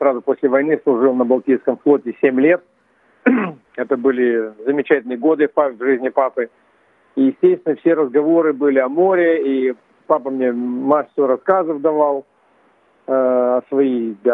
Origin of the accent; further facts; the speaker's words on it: Bratsk, Irkutsk Oblast, Russia; born there; я родился в Братске, такой, в общем-то, совершенно сибирский город, но в Братске было море, искусственное хранилище.